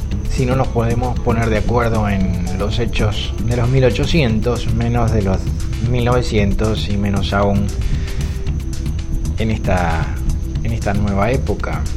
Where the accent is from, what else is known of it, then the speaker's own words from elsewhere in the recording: Argentina; la historia de mi pueblo, la historia del pueblo argentino